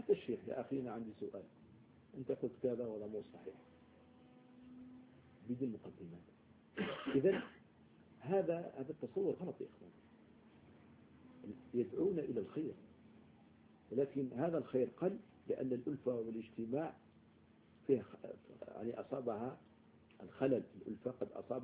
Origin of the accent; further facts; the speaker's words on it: Algeria; احنا من الجزائر